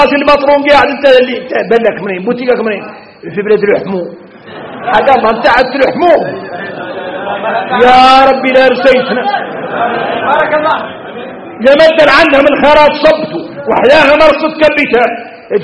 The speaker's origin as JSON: {"language": "Arabic", "country": "Mauritania", "said": "شوفوا احنا موريتاني"}